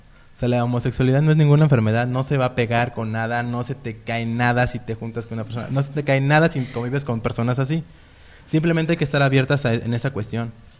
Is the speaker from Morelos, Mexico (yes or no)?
yes; Zacatepec, Morelos, Mexico; En este caso yo vengo del municipio de Zacatepec.